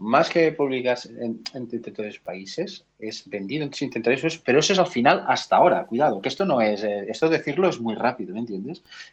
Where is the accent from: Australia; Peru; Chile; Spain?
Spain; Catalonia; como buen catalán que soy, que somos muy tozudos